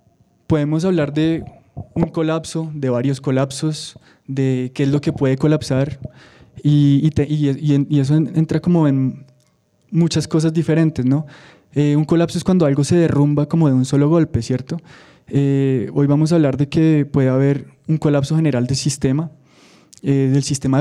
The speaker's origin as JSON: {"language": "Spanish", "region": "Bogotá", "country": "Colombia", "tie": "born or raised there", "also_born_or_lived": "France", "said": "Yo crecí en Bogotá, estudié aquí en la Universidad de los Andes, economía, luego viví en Francia, llevaba 8 años en Francia viviendo"}